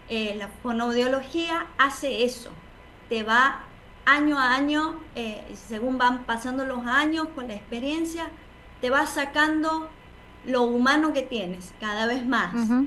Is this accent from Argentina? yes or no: yes; Santiago del Estero, Argentina; accent: tonada; no sé si por mi tonada podrán sacar de dónde soy. Soy de Santiago del Estero